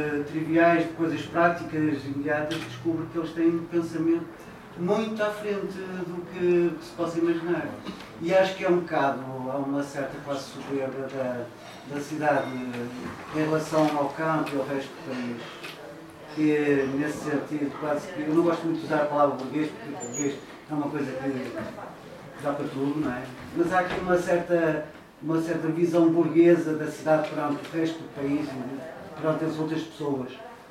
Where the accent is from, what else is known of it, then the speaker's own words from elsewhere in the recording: Viana do Castelo, Norte, Portugal; no sou de Porto, venho de Viana